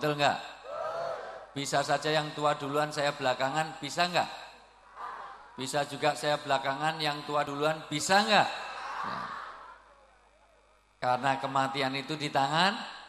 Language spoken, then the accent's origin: Indonesian; Java, Indonesia